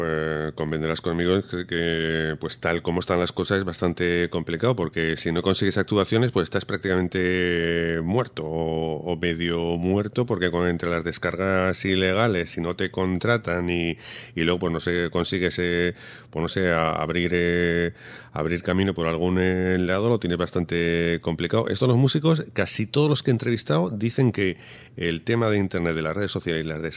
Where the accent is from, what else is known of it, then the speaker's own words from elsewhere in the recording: Huesca, Aragon, Spain; yo soy de Huesca.